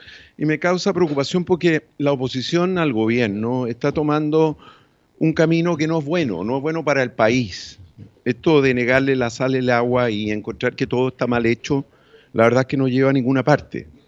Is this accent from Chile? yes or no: yes; Chile; somos connacionales, somos chilenos y por lo tanto queremos el bienestar de nuestro país.